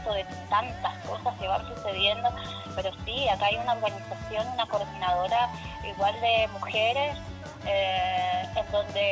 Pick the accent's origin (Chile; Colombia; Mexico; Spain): Chile; Puerto Natales, Magallanes; yo soy de Puerto Natales, y muchas familias se sostenían por la economía argentina. Para nosotros era mucho más fácil llegar a Turbio, que nos quedaba que a 40 minutos, que viajar a Punta Arenas, que nos queda 3 horas.